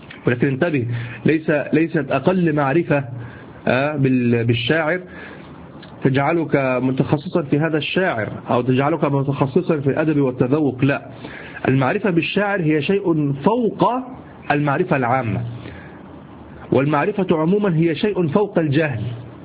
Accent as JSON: {"language": "Arabic", "country": "Egypt", "said": "شفت اليمام اللي احنا عندنا في مصر"}